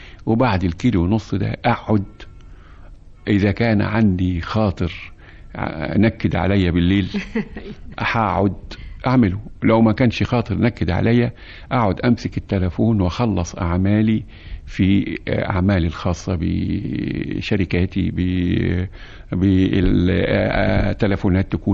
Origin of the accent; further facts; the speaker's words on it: Egypt; وأنا مش عاوز أنكر أيضا فضلنا احنا كمصريين